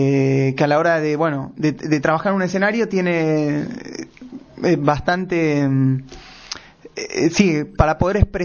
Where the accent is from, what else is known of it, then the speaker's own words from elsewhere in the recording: Argentina; un poco como somos los argentinos, ¿no?